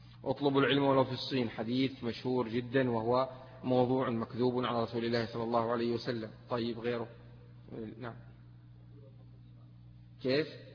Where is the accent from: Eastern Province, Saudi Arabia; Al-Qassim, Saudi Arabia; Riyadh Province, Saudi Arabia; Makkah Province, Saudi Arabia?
Makkah Province, Saudi Arabia; Mecca; also born or lived in Taif; يعني أنا ولد مثلا في الطائف وأنا نشأت في مكة، فهي أحب البلدان إلي لمجرد أني نشأت في هذين البلدين.